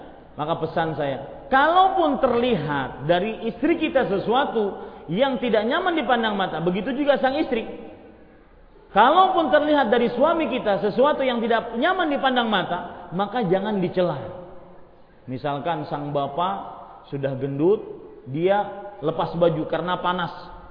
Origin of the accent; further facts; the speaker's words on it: Banjarmasin, South Kalimantan, Indonesia; Pernah suatu ketika di Banjarmasin kota saya